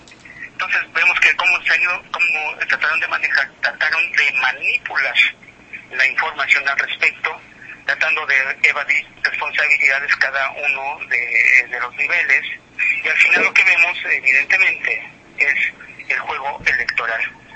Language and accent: Spanish; Sonora, Mexico; como un ciudadano del país, digo, no como sonorense, sino como un ciudadano del país